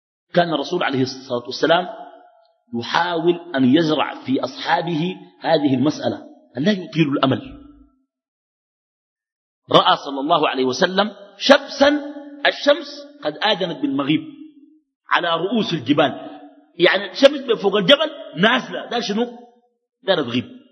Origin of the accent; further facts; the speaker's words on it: Khartoum, Sudan; also born or lived in Halfa; وانا قمت تحولت من الخرطوم مشيت حلفه وانا في اولى متوسطه